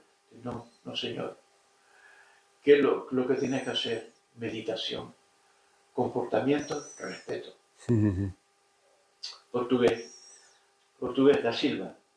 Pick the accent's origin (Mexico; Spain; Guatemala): Spain; Canary Islands; Y yo soy hijo predilecto de las Canarias.